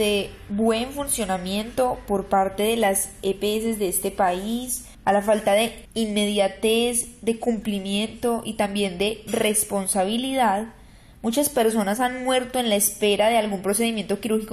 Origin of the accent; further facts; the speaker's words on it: Colombia; para nosotros como colombianos existe un caso muy cercano